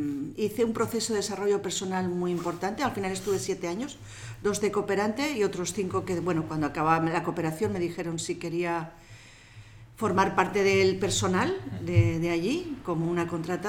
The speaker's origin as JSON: {"language": "Spanish", "town": "Errenteria", "region": "Basque Country", "country": "Spain", "tie": "born or raised there", "said": "Bueno, pues yo nací en Rentería, yo soy de Rentería"}